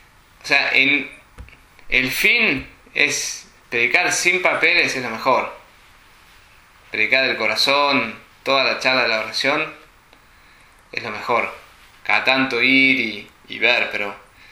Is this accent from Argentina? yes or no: yes; Argentina; En general, los argentinos usamos más las manos que los americanos. Somos medio italianos, ¿no?